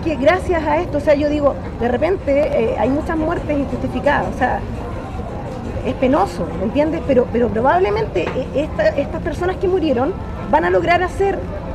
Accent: Chile; Todo lo que se hizo en el régimen militar que vivimos como chilenos.

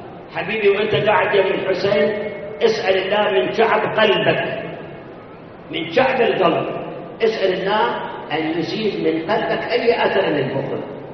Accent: Karbala, Karbala Governorate, Iraq; كربلاء ما عندنا، كان عندنا في كربلاء مدير مدرسة

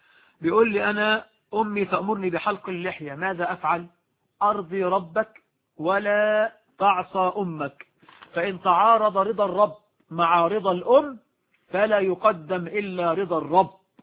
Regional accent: Morocco; عندنا في المغرب بيعضوا الرجال والنساء يأكلون على طاولة واحدة

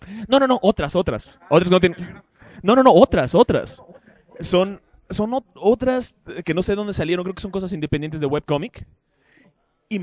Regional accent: Mexico; ¿por qué si soy mexicano tengo que consumir y aprobar de todo lo mexicano?

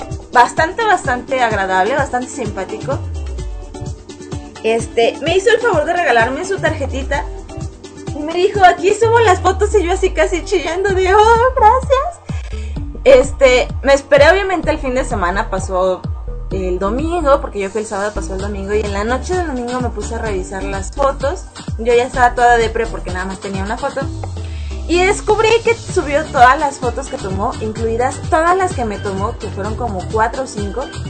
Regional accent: Peru; Y las festividades en mi país, Perú, no me agradan.

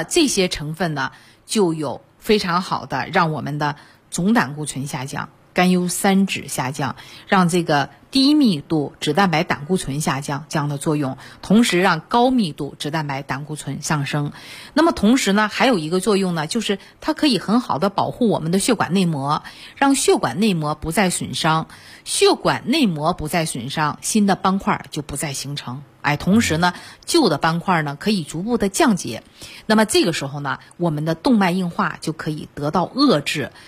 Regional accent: China; 你看我们中国人也是茶叶的故乡，对吧？

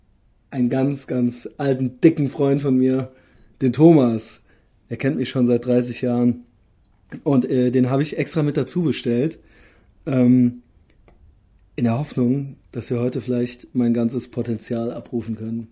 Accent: Koblenz, Rhineland-Palatinate, Germany; Bist du extra aus meiner alten Heimatstadt, unserer gemeinsamen alten Heimatstadt Koblenz, extra hier hingekommen, ne?

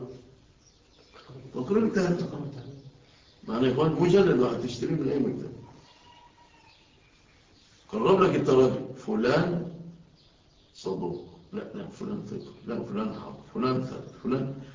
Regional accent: Egypt; انتوا شوفوا في بلادنا مصر

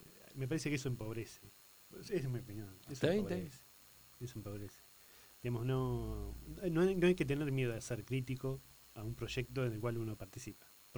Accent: Tandil, Buenos Aires Province, Argentina; Soy de Tandil, mi señora vivió en Gardey

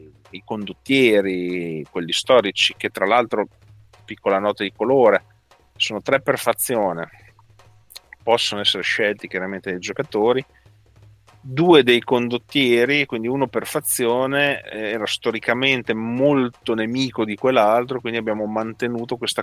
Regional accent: Modena, Emilia-Romagna, Italy; Io da modenese

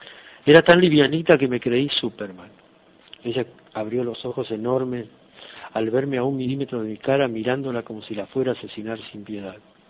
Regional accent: Buenos Aires, Argentina; soy de Buenos Aires, Argentina.

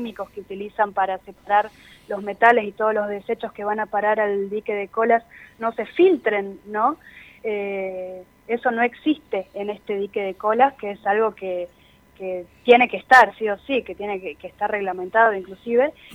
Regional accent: Catamarca, Argentina; Soy de la ciudad de Catamarca, sí.

